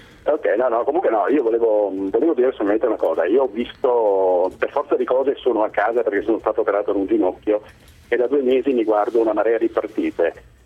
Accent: Veneto, Italy; also born or lived in Capri; No, non sono Veneto Doc, sono napoletano, ma anzi sono nato a Capri, però vivo da sempre nel Veneto.

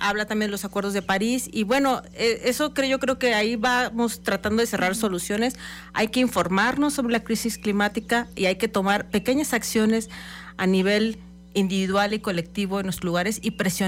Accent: Mexico; hay que regresar a conocer nuestras raíces como mexicanos, de nuestros pueblos indígenas

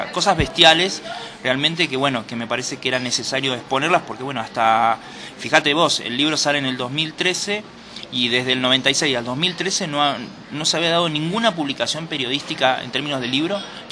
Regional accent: Argentina; qué es lo que estaba pasando en mi país específicamente

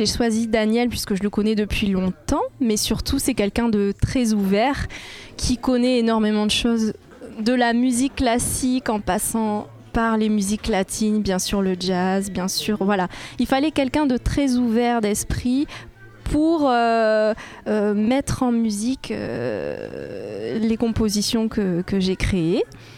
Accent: Madagascar; puisque je suis originaire de Madagascar.

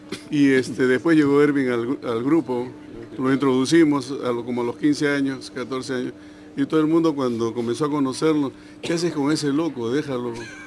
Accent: Peru; moved away; Yo hace 30 años o más, un poquito más, yo salí del Perú

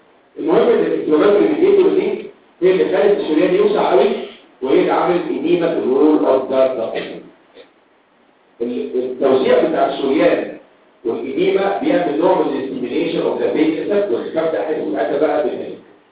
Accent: Egypt; اللي هو عندنا في مصر كل حاجه صح

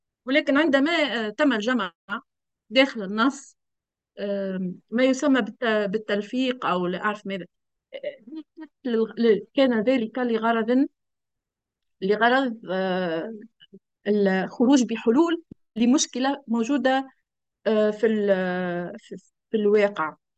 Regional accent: Tunisia; أنه يشبه كثيراً بعض المرجعيات عندنا في تونس في المسألة هذه

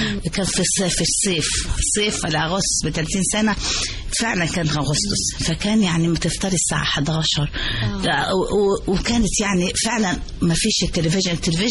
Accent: Upper Egypt, Egypt; كنت بزود كمان الأكل الصعيدي كمان عشان أنا صعيدية

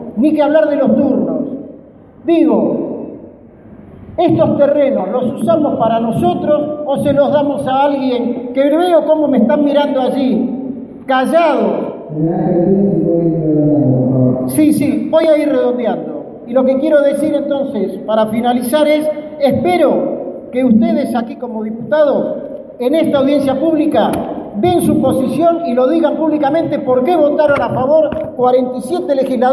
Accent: Buenos Aires, Argentina; soy periodista, soy ciudadano de la Ciudad de Buenos Aires, para más datos del barrio de Villa Crespo. Soy alguien que estudió y se formó en la escuela pública

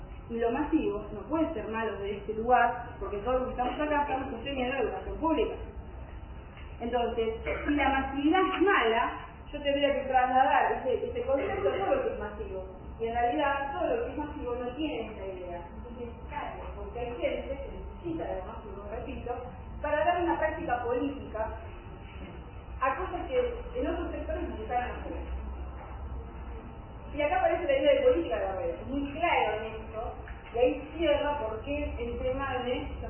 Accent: Cañuelas, Buenos Aires Province, Argentina; Somos de Cañuelas, que somos la capital del dulce de leche.

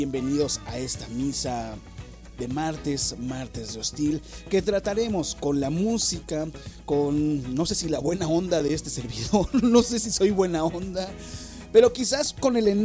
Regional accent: Mexico City, Mexico; Somos del DF, casi casi una deidad.

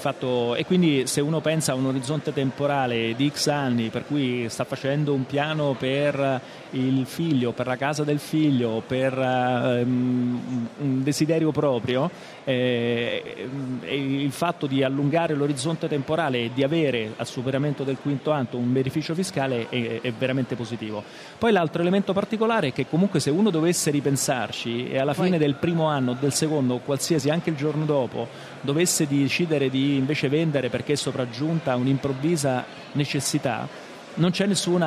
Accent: Rome, Lazio, Italy; io lo dico da romano

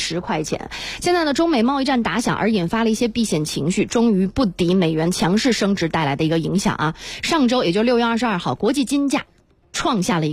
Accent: China; 就跟真正跟我们中国人嘛，不能叫中国球迷了，息息相关的

